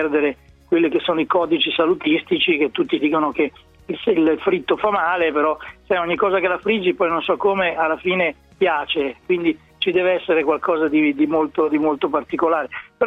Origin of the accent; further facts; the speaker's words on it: Emilia-Romagna, Italy; Dalle mie parti si chiamano frappe